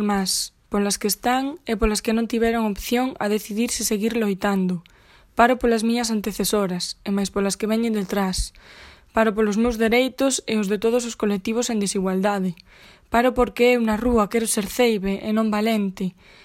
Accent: Ourense, Galicia, Spain; veño de Ourense

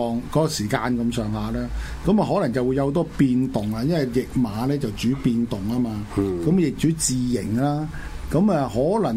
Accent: China; 我哋中國人成日都講多事之秋

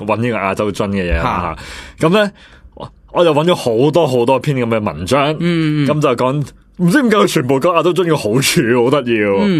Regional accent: China; 呢啲踎刺，我哋中国人先用到噶

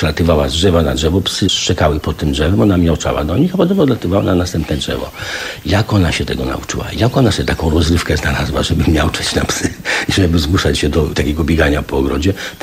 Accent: eastern Poland, Poland; ja jestem ze wschodu, mnie rzadko głowa boli po nocy sylwestrowej

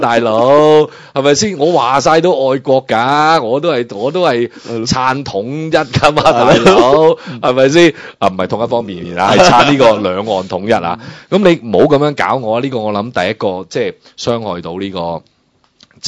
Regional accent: Guangdong, China; 我哋广东人只会讲一回山，两回熟，三回就大结局噶啦

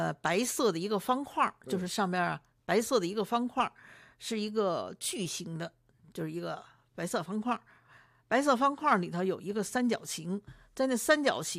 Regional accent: Beijing, China

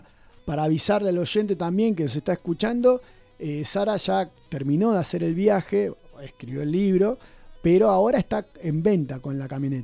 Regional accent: Buenos Aires, Argentina; now in Bariloche, Argentina; yo soy porteño, pero hace más de 20 años que estoy en Bariloche y ya me siento más barilochense.

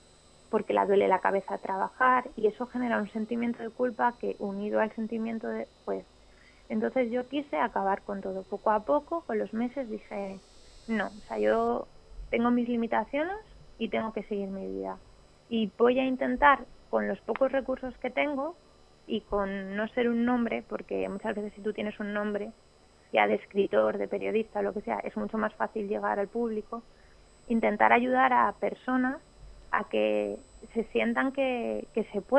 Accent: Madrid, Community of Madrid, Spain; born there; yo la verdad que nací en Madrid, pero vamos, mi familia materna, mis amigos de toda la vida y mi marido y su familia es de Gamonal.

